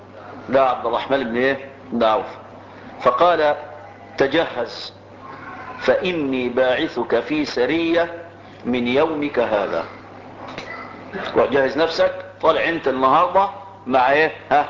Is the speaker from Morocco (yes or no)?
no; Egypt; انا مصري فلي مصر وليا ارض،